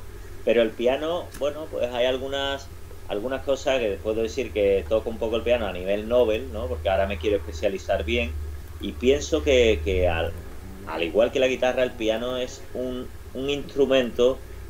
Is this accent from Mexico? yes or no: no; Seville, Andalusia, Spain; soy de aquí del Sevillano Barrio de Triana y el flamenco, pues es algo que se palpa, que está en el aire